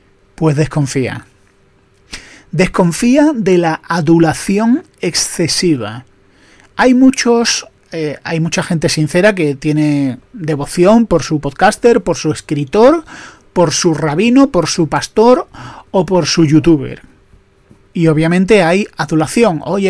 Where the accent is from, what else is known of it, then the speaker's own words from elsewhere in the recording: Andalusia, Spain; soy andaluz, lo siento, es que los andaluces hemos vivido así.